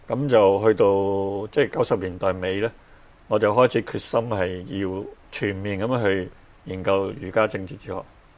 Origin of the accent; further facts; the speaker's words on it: Hong Kong; 咁我喺即係香港長大呢